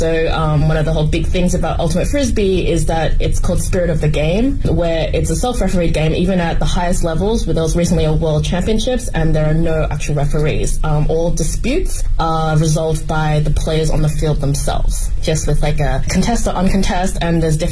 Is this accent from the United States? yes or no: no; Australia; now in Beijing, China; I'm from Australia. I've lived all around China, but I've been in Beijing for the past 3-4 years now.